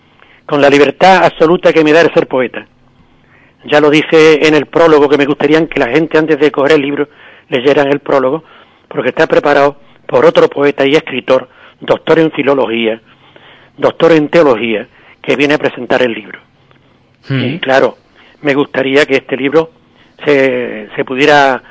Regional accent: Ubrique, Andalusia, Spain; yo al encontrarme de nuevo en Ubrique, a los 54 años, he dicho, ¿cómo no hablar de mi pueblo? ¿Cómo no cantar las maravillas que tiene mi pueblo?

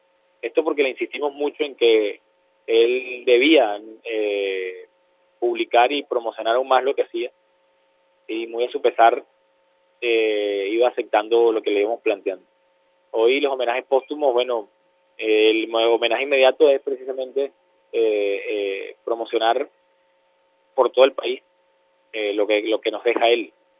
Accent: Venezuela; te estoy hablando como venezolano, como un hombre que ama las artes.

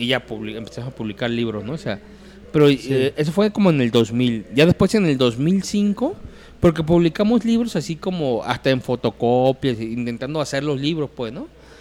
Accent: Mexico; mexicano sí, sí.

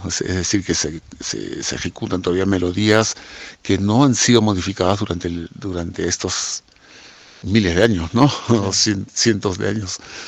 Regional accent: Lima, Peru; now in Sacred Valley, Peru; Soy peruano. He nacido en Lima. Y después de una gran vuelta por el mundo, me decidí afincarme en este hermoso Valle Sagrado hace ya 24 años, desde el año 2000

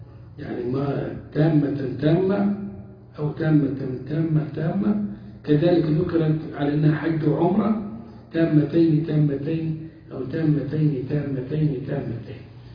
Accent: Upper Egypt, Egypt; يعني عندنا في الصعيد تجار البهائم

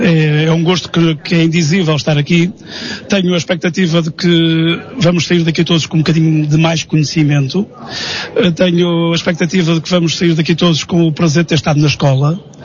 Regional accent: Portugal; Eu sou muito português

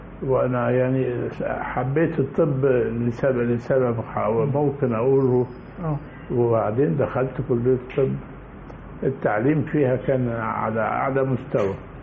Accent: Mansoura, Dakahlia, Egypt; انا اتعلمت من اتولدت في المنصورة، ووالدي ووالدتي من الدقهلية، واتعلمت في المدرسة الابتدائي.

